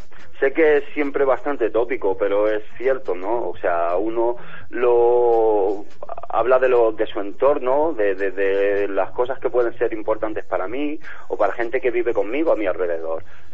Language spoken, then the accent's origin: Spanish; Rubí, Catalonia, Spain; now in Terrassa, Spain; De Rubí, sí, pero bueno, ahora ya vivo en Terrassa, pero sí, soy de Rubí.